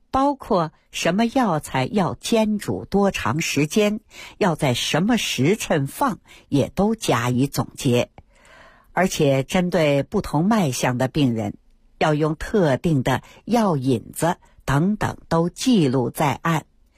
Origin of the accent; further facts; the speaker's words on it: Fengtai, Beijing, China; 生下我之后呢，爷爷他退居二线了，带着我回到了丰台农村老家。 大伙儿看啊，现在整个丰台区呀、啊，我老家那片都挺繁华。